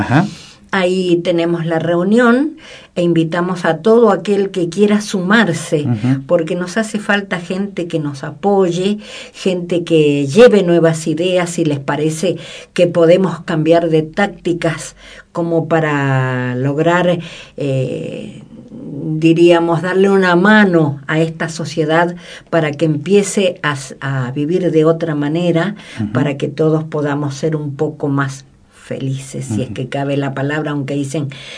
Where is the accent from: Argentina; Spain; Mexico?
Argentina; y que podamos seguir siendo argentinos cada vez mejores y con más ideas